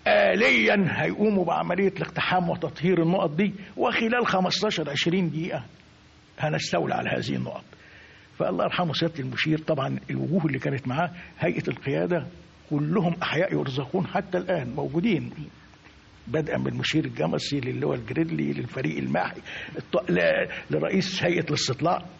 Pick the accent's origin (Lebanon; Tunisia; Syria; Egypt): Egypt; عنده قناعة بأن استحالة إحنا كمصريين إزاي نعدها